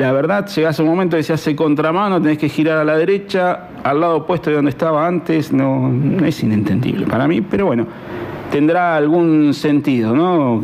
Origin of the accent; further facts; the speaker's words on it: Centenario, Neuquén, Argentina; yo vengo de Centenario, bueno, algunos saben. Es más, estamos cerquita del autódromo